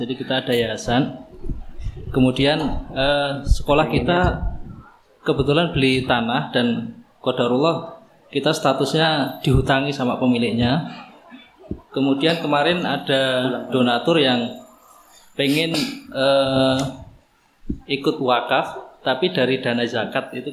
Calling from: Boyolali, Central Java, Indonesia; Kita dari Boyolali, Ustaz.

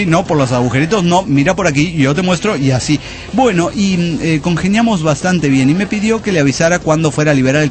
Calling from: Orizaba, Veracruz, Mexico; de Orizaba, Veracruz.

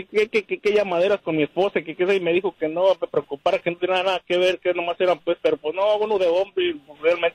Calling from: Fresno, California, United States; Doctor Fresno.

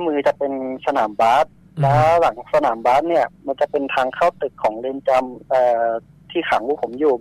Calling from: Pattaya, Chonburi, Thailand; พัทยาครับ

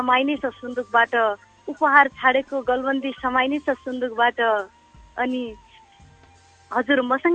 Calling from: Achham, Sudurpashchim Province, Nepal; म अछामबाट विद्युतमा रहेका।

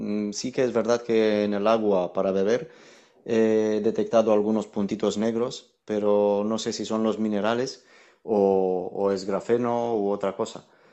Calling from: Valencia, Valencian Community, Spain; de Valencia.

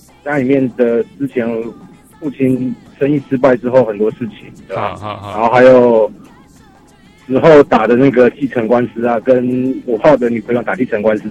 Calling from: Taipei, Taiwan; 我是台北的

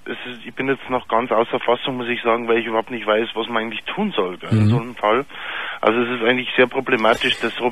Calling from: Pfarrkirchen, Bavaria, Germany; Und ich bin ja aus Pfarrkirchen.

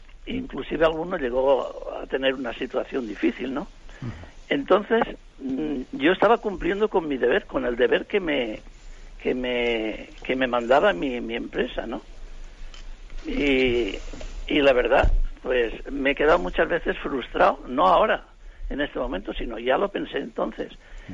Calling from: Alicante, Valencian Community, Spain; de Alicante.

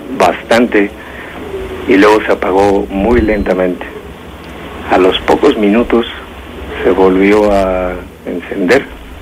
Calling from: San Miguel de Allende, Guanajuato, Mexico; De aquí, de San Miguel de Allende.

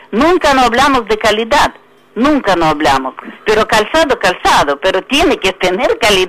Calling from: Tablada, Buenos Aires Province, Argentina; de Tablada.

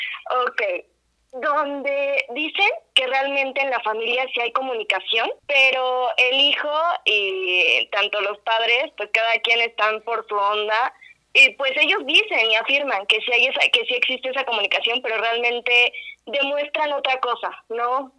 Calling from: Amecameca, State of Mexico, Mexico; De Amecameca.

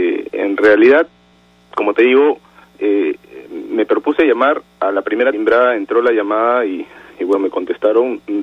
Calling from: Rímac, Lima, Peru

